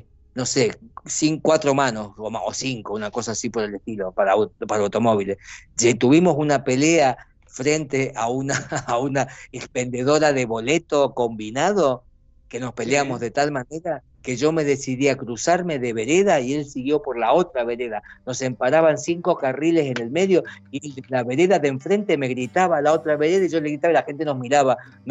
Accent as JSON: {"language": "Spanish", "country": "Italy", "lives_now": "Argentina", "said": "soy un italiano que vive en Argentina, pero no soy el cubano, soy italiano argentino"}